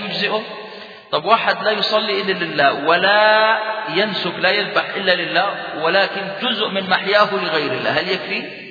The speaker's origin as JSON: {"language": "Arabic", "country": "Jordan", "said": "ممكن تخرج عندنا في الأردن"}